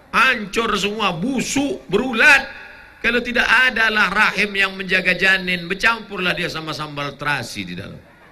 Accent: Wajo, South Sulawesi, Indonesia; born there; Alhamdulillah kita lahir di Wajo, negerinya para ulama.

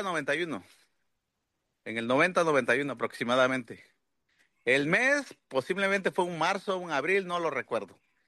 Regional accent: Puerto Escondido, Oaxaca, Mexico; yo soy nacido y crecido en Puerto Escondido. Y yo inicié a hacer surf a los 13 años.

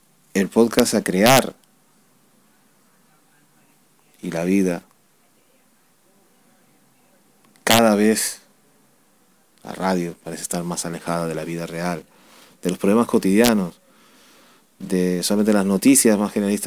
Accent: Spain; Con una radio que no se actualiza en mi país, España

